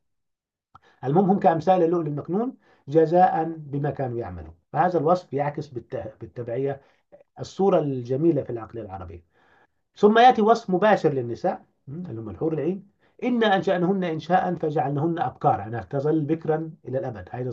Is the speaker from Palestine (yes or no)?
no; Upper Egypt, Egypt; أنا كصعيدي ريفي يعني عايشت هذا الأمر،